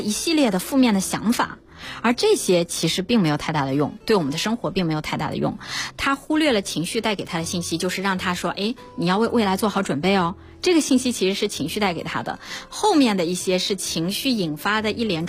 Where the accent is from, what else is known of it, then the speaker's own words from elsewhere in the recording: China; 因为我们中国人其实是比较内敛的